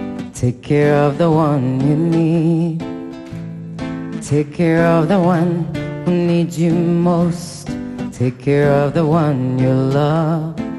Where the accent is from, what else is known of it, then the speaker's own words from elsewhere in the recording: Comoros; So I'm not sure if you know, but I'm originally from the Comores Island, and I'm not sure you know where that is either.